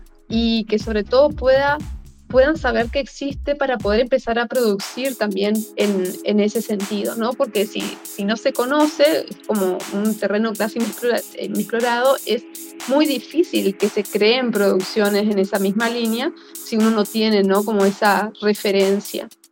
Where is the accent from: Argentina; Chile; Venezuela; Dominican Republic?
Argentina; Corrientes; yo nací en Corrientes, y bueno, me crié toda mi vida ahí